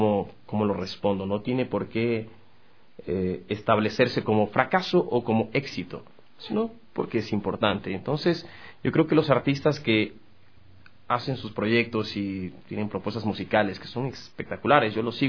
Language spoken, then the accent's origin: Spanish; Galápagos, Ecuador; now in Quito, Ecuador; me salí de Galápagos, me fui a estudiar a México, regresé a Ecuador, pasé por Cuenca, aprendí a cantar y vine a Quito.